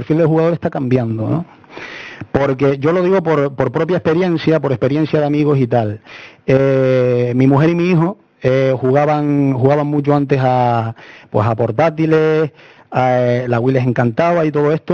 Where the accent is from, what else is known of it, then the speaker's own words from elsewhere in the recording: La Palma, Canary Islands, Spain; yo soy de aquí de Canarias, de una isla pequeñita al lado, La Palma.